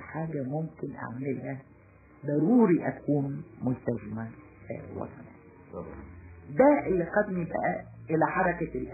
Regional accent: Damietta, Damietta Governorate, Egypt; born there; also born or lived in Mansoura / Assiut; انا مولوده في دمياط ولكن ابي عمل في المنصوره فتره وعمل في اسيوط فتره.

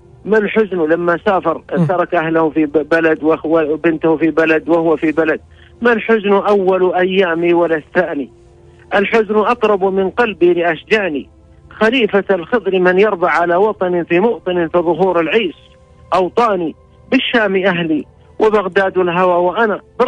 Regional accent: Saudi Arabia; والتي كلما قلنا من السعودية نحن اقتربوا منا واحتفوا وسلموا ورحبوا أهلا ببلاد الحرمين، أهلا بأهل مكة، أهلا بأهل المدينة

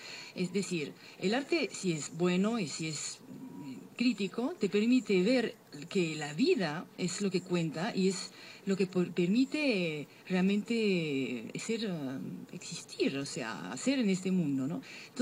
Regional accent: Paris, Île-de-France, France; also born or lived in Barcelona; now in Lima, Peru; yo vengo de Europa, donde vengo de París, que supuestamente es la ciudad del flaneur, del paseo.

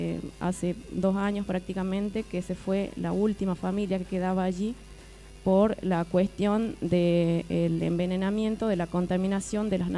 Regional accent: Andalgalá, Catamarca, Argentina; de Andalgalá, de Catamarca

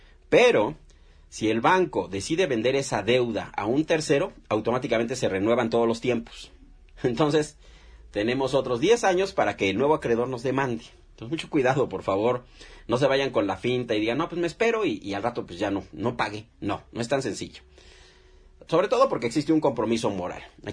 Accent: Mexico; Somos de México, mi estimado Fabricio. Somos mexicanos

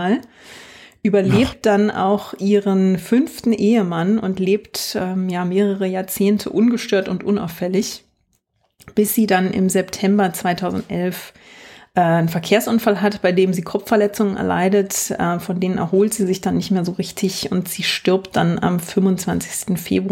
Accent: East Germany, Germany; born there; Ich bin ziemlich ohne Disney aufgewachsen. Ich bin ja noch im Osten geboren

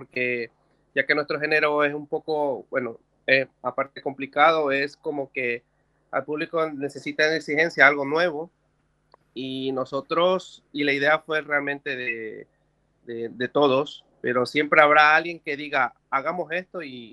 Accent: Ecuador; now in Barcelona, Spain; Bueno, yo realmente soy de Ecuador y yo vine acá por tener algo mucho mejor, pero sin dejar la música.

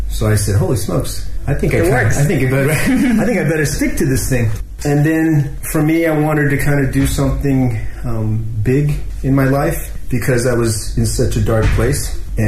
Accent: Scottsdale, Arizona, United States; moved away as an adult; now in China; I'm originally from Scottsdale, Phoenix, Arizona, USA. I've been in China almost 12 years now.

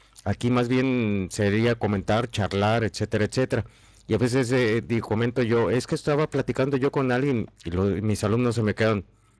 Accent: Mexico; now in Spain; yo como mexicano, a mí me sucede aquí en España

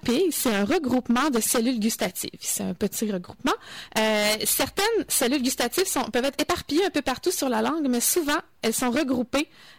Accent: Japan; accent: Japanese; French is a second language; l'umami, avec mon accent japonais.

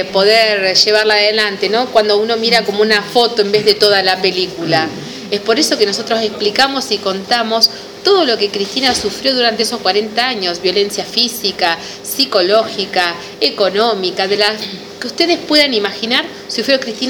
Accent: Azul, Buenos Aires Province, Argentina; Somos de Azul, somos de AMLA.

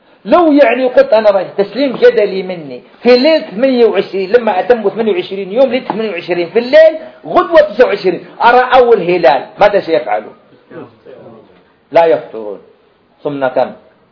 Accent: Algeria; هذا حصل عندنا في الجزائر هنا

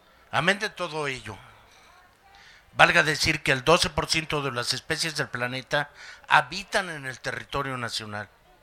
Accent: Mexico; saquemos el orgullo que como mexicanos nos resulta propio.

